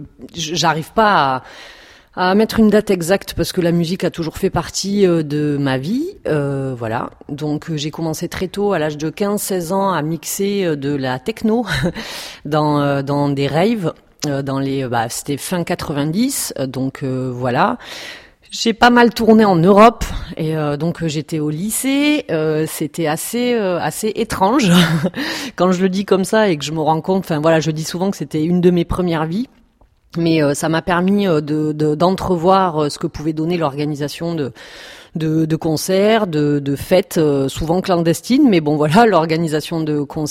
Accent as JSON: {"language": "French", "town": "Perpignan", "region": "Occitanie", "country": "France", "said": "je suis catalane, donc je viens de Perpignan. Comme, voilà, j'ai du mal à cacher mon accent, on me découvre, je suis découverte à chaque fois."}